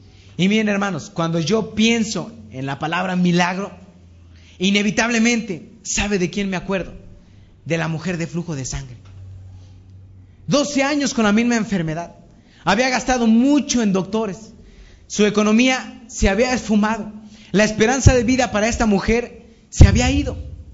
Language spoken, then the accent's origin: Spanish; Matamoros, Tamaulipas, Mexico; cuando yo era niño, a mí me ocupaban mucho para dar discursos en nombre de la niñez matamorense. Yo soy de Matamoros.